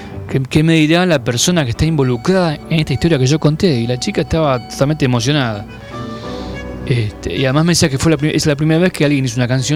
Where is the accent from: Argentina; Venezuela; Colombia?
Argentina; Buenos Aires; yo soy de Villa Crespo, un barrio donde hay muchos judíos.